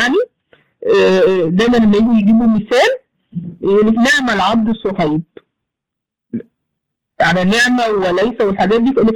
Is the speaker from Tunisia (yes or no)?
no; Egypt; عندنا في مصر بقى المأذون لما يجي مثلا